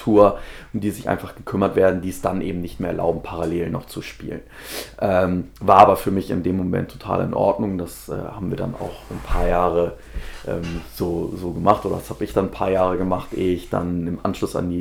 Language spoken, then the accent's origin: German; Hamburg, Germany; Also ich bin gebürtiger Hamburger, wohne auch immer noch in Hamburg.